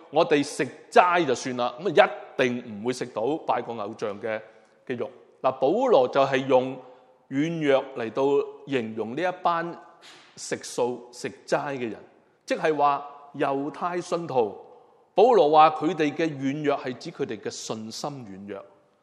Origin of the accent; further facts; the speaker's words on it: Hong Kong; 就像我们香港人，以前呢我们都知道很多人就是可能买鸡啊，买烧肉回来呢